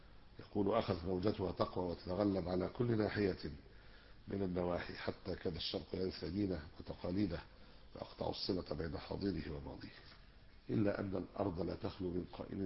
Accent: Egypt; أنتوا فين الخناقات اللي على الرقيق يعني عندنا في مصر؟

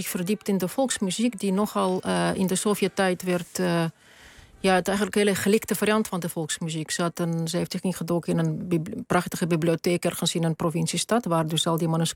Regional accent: Tallinn, Harju County, Estonia; born there; first language Estonian and Tatar; Dutch is a second language; ik ben geboren in Tallinn.

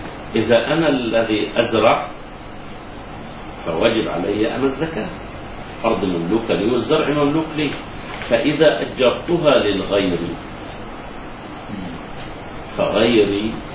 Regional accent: Egypt; يعني عندنا في مصر ما في

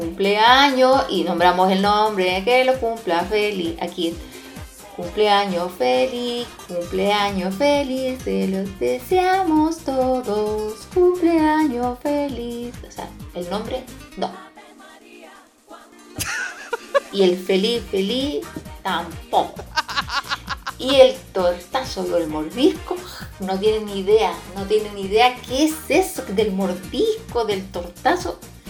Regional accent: Chile; Porque los chilenos somos súper apasionados con el himno nacional cuando juega nuestra selección.

